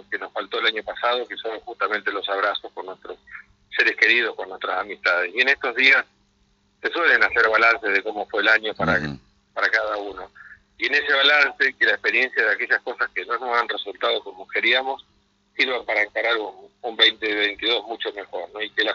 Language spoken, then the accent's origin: Spanish; Argentina; Me genera preocupación como argentino.